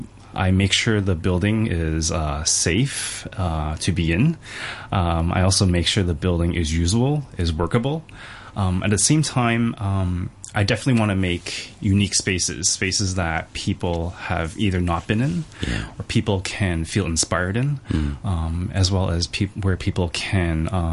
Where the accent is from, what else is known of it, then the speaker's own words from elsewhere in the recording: Toronto, Ontario, Canada; also born or lived in London; Well, I grew up in Canada myself, Toronto. Besides that, I've been traveling a lot around the world.